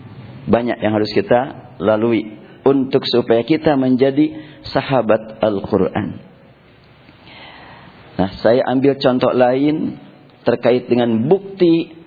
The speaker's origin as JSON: {"language": "Indonesian", "town": "Bandung", "region": "West Java", "country": "Indonesia", "said": "Saya kan orang Bandung"}